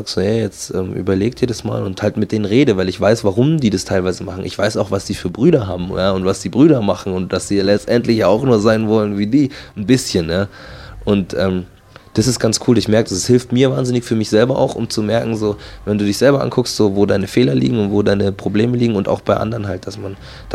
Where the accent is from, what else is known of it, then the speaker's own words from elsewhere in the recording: Markt Schwaben, Bavaria, Germany; ich bin halt aufgewachsen in Marktschwaben. Das ist ein sehr netter Vorort von München, wo, ich sag mal, der Block ganz nah am Rheinhaus liegt.